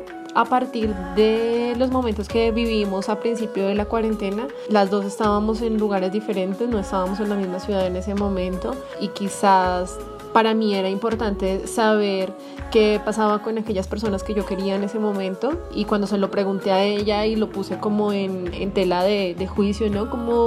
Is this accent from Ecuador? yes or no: no; Colombia; soy artista urbana de Colombia